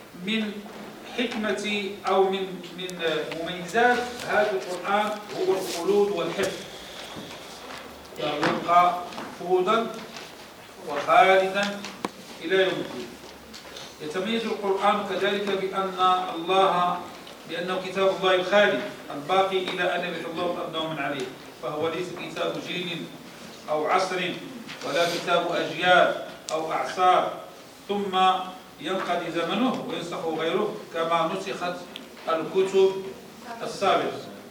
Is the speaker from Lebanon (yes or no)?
no; Morocco; كل وثيبة هو عربي عندنا في المغرب ديالنا،